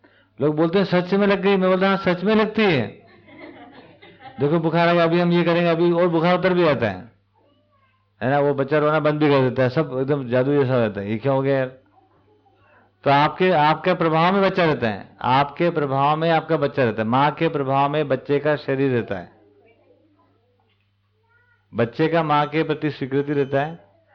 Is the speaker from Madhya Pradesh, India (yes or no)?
yes; Indore, Madhya Pradesh, India; हमारे इंदौर में सबसे ज़्यादा एलर्जी अगर इंदौर वालों किसी से होगी